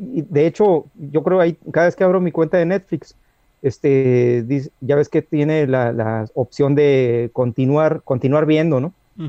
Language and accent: Spanish; Baja California, Mexico; es lo que nos define como mexicanos